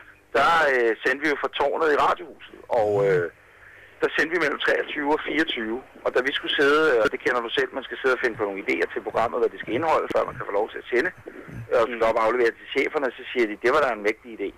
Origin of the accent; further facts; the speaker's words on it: Ølstykke, Capital Region of Denmark, Denmark; ude i Ølstykke, hvor jeg kommer fra.